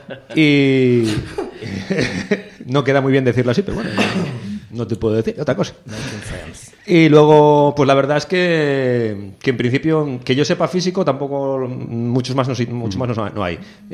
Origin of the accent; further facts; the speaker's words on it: Galicia, Spain; simplemente es una canción que se hizo como buen gallego, sin decir ni sí ni no